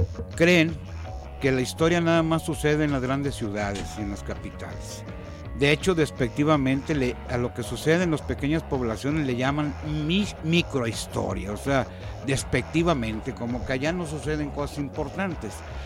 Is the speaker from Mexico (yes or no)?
yes; Tonila, Jalisco, Mexico; Hay una versión de los pobladores de mi pueblo, de los parroquianos, que se ha venido transmitiendo de generación en generación